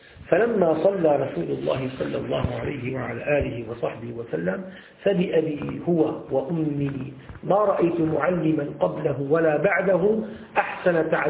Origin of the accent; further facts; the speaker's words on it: Syria; يعني بعامية عندنا في الشام